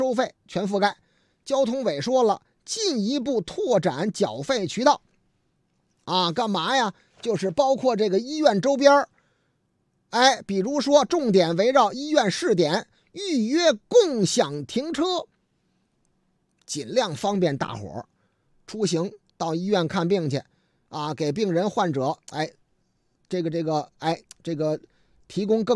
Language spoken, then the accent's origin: Chinese; Shanghai, China; 俺们老家上海宁提出了一个建议啊